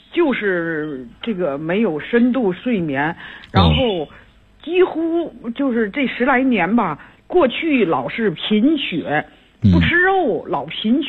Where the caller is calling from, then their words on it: Tianjin, China; 我是天津的这个学员